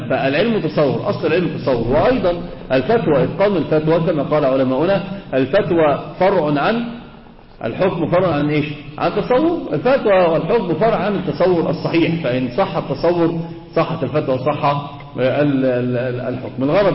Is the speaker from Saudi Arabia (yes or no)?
no; Egypt; اللي هو كما يقولون كده عندنا في مصر الشيء لزوم الشيء